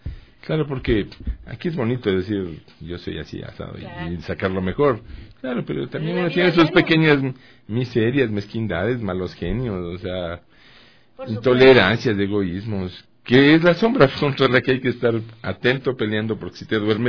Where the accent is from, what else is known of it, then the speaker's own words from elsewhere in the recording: Guatemala; yo viví 10 años, toda mi infancia en Guatemala, de donde era mi papá.